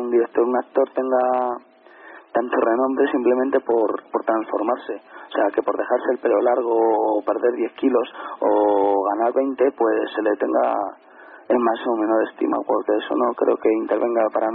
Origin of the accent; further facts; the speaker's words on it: Madrid, Community of Madrid, Spain; Es que yo, como soy de Madrid...